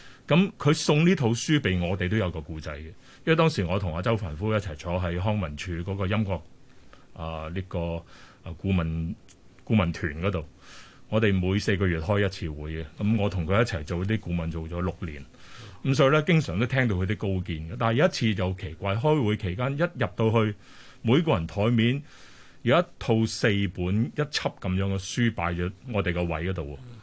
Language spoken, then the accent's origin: Cantonese; Macau; 因為他對澳門咁熟，譬如松山啊嗰啲，我都是細個嗰度長大